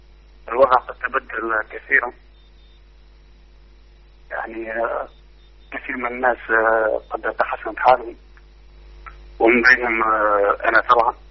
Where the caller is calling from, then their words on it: Tunisia; والله اني شديد الفرح اني اتكلم معك من تونس